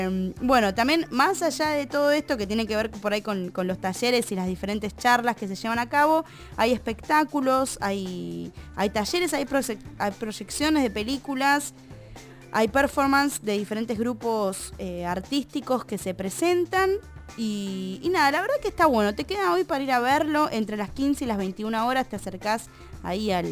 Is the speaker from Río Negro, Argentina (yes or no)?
yes; Bariloche, Río Negro, Argentina; Yo vengo de Bariloche, rock and roll, descontrol.